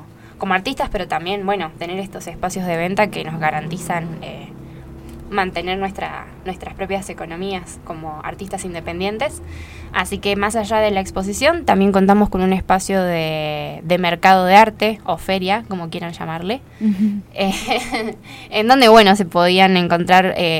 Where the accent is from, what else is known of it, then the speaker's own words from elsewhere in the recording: Villa Giardino, Córdoba, Argentina; somos todos de Yardino.